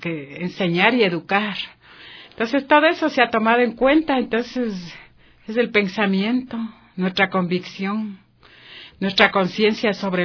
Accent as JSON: {"language": "Spanish", "town": "Quito", "region": "Pichincha", "country": "Ecuador", "said": "Entonces yo soy de Quito"}